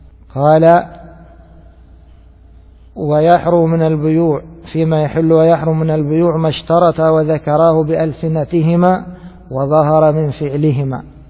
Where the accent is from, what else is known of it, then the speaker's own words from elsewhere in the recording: Egypt; كما هو المتعارف عليه في بلادنا مصر